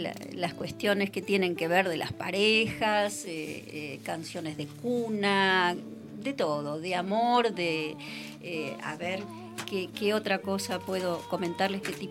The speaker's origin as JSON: {"language": "Spanish", "country": "Argentina", "said": "Entonces, ahí como artista argentina que viene a cantar esta música"}